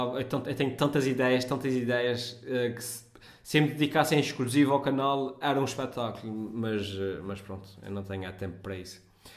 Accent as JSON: {"language": "Portuguese", "region": "Azores", "country": "Portugal", "accent": "Micaelense", "said": "Até porque acho que a minha pronúncia é perceptível, e se entrasse em ficção nacional, obviamente que eu tentava falar ainda mais assim, de uma forma mais perceptível. Mas pronto, os gajos dobram a nossa pronúncia, vêm filmar para os Açores e dobram a pronúncia dos micalenses."}